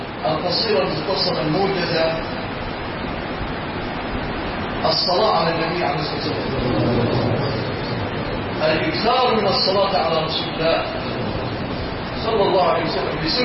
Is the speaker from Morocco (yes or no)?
no; Egypt; اللهم اجعل بلادنا مصر أمنا أمانا سلاما رخاء